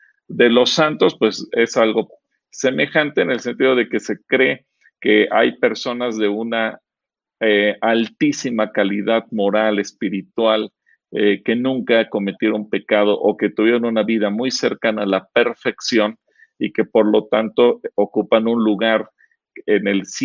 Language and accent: Spanish; Mexico; Puedo hablar como mexicano de nuestros defectos como mexicanos